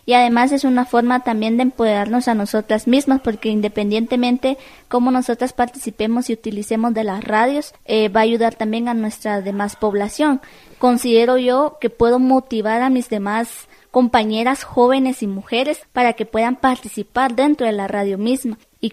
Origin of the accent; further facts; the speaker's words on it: El Estor, Izabal, Guatemala; soy del municipio de El Estor, departamento de Izabal.